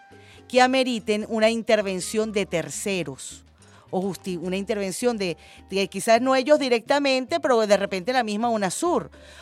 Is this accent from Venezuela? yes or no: yes; Venezuela; somos muchos venezolanos dignos y muchos venezolanos patriotas